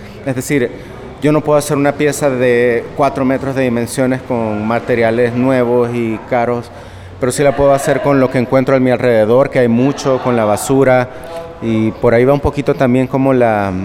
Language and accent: Spanish; El Salvador; soy de El Salvador